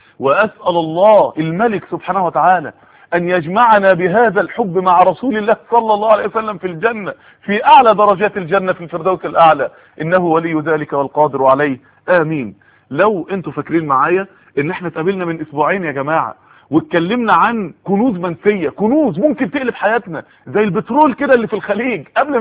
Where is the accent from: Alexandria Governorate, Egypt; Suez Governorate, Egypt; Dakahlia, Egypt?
Dakahlia, Egypt; Mansoura; في بعض الناس يعني عندنا في المنصورة قالوا لي